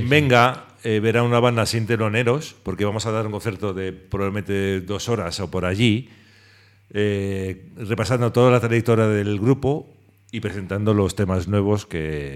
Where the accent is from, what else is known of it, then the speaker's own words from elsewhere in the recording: Brussels, Brussels-Capital Region, Belgium; yo nací en Bruselas, en Bélgica, y mi madre que vino de Málaga y nos crió allí en Bruselas